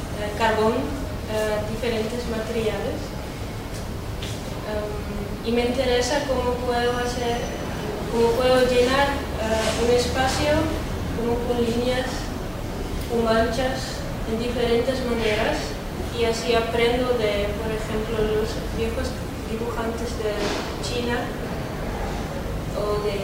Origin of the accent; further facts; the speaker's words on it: Netherlands; soy de Holanda